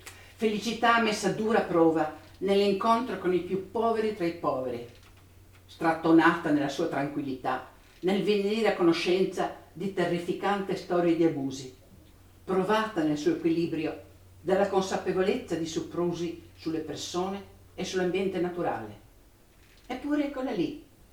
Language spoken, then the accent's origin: Italian; Trieste, Friuli-Venezia Giulia, Italy; born there; ovviamente sono nata a Trieste, vivo a Trieste, quindi sono nata in un certo tipo di cultura, e quindi chiaramente sono nata dentro alla cultura cristiana cattolica, per forza di cose.